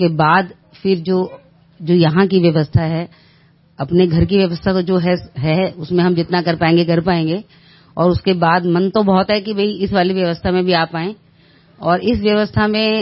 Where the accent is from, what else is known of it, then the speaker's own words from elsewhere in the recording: Delhi, India; मैं दिल्ली से हूँ।